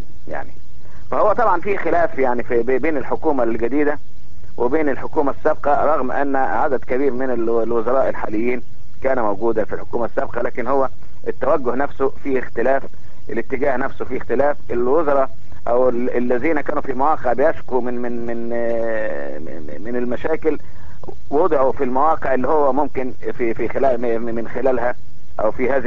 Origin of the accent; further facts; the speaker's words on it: Egypt; او بيخلي الناس تتفائل عندنا في مصر هنا